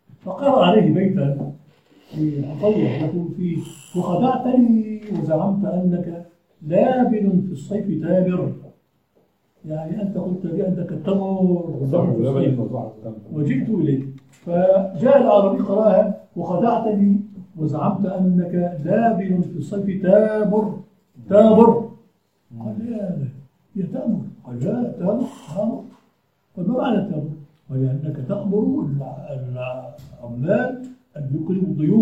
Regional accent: Aleppo, Aleppo Governorate, Syria; كان عندنا في حلب اساتذه من طلابه

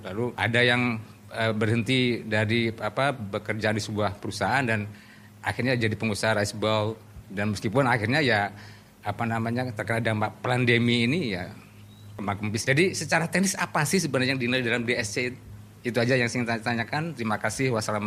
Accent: Blitar, East Java, Indonesia; kami dari Blitar itu cukup banyak teman-teman yang pada akhirnya terjun ke dunia itu

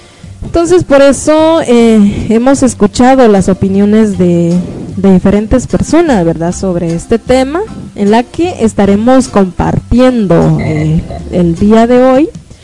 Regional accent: Guatemala; lo estamos viviendo como guatemaltecos y guatemaltecas

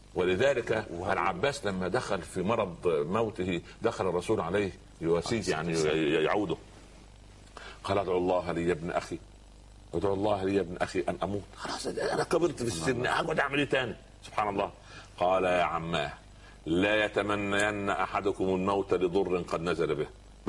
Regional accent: Egypt; عندنا في مصر مثال لطيف

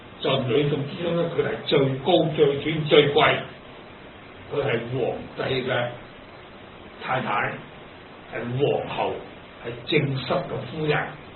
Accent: China; 我哋中國人中意過年講好話

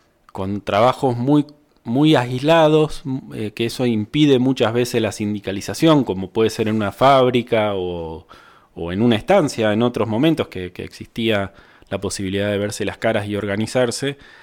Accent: La Pampa, Argentina; Yo soy de La Pampa, eso no lo dije, que estudié en la Universidad de La Pampa

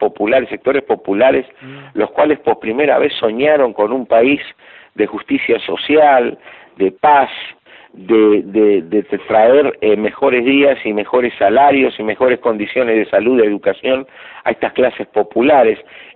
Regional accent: Argentina; yo sigo siendo optimista y también como soy argentino y latinoamericano

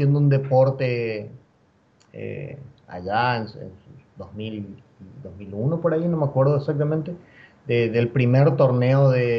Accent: Clorinda, Formosa, Argentina; also born or lived in Paraguay; mis padres son paraguayos, yo también soy paraguayo, pero yo me crecí y me crié más en Argentina por el tema de que es frontera

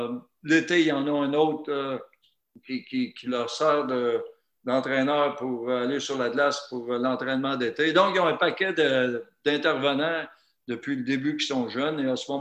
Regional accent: Mirabel, Quebec, Canada; Et je viens de la région de Mirabel

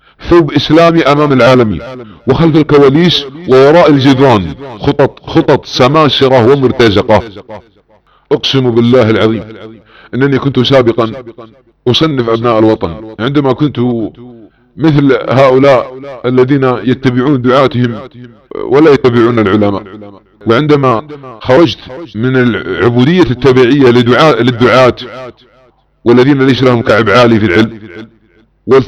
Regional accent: Saudi Arabia; بعض الاخوانجية عندما يرى بلادنا السعودية تتعاون مع تركيا عسكريا وامنيا

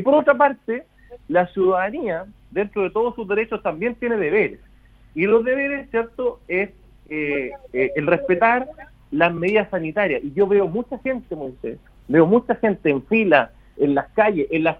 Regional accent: Chile; yo creo que los chilenos somos el 100% muy fe

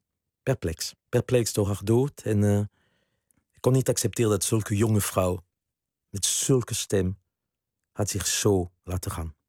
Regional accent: southwest France, France; Dutch is a second language; now in Netherlands; ik kom uit Zuidwest-Frankrijk. Ik ben bijna een Latino, hè, zou je kunnen stellen.

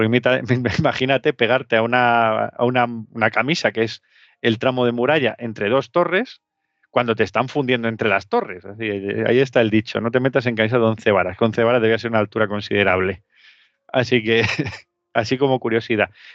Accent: Extremadura, Spain; Voy un poco a mi tierra, a Extremadura

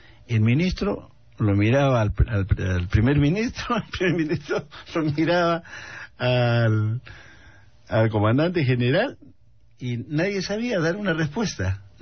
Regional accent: Tacna, Peru; porque yo que vengo de Tacna y ahí hay un proyecto

